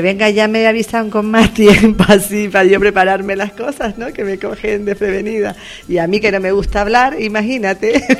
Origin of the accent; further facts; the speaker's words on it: Las Palmas, Canary Islands, Spain; now in Valsequillo, Spain; yo no soy de Valsequillo, soy de Las Palmas, pero me considero valsequillera de pura cepa. Llevo viviendo aquí ya bastante tiempo, incluso cuando vivía en Las Palmas estaba trabajando ya en Valsequillo, ¿no?